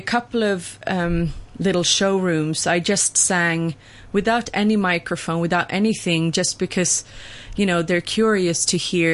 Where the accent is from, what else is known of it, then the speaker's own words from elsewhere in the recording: Sweden; because I'm from Sweden.